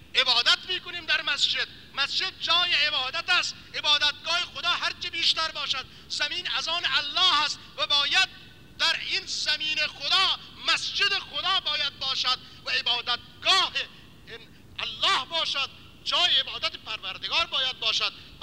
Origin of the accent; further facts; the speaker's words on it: Iran; مگر ما که مال ایرانیم، ما ایرانیم، ما در سایه نظام اسلامی داریم زندگی میکنیم